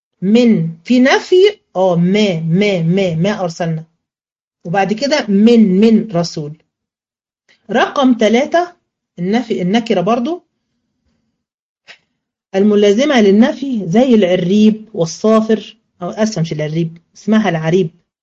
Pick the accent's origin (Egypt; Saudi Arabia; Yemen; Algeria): Egypt; مش دايما نقولها كده عندنا كمصريين؟